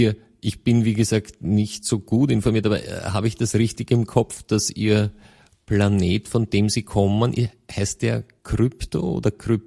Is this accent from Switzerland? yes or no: no; Austria; dann spricht man bei uns in Österreich von großen und kleinen Braunen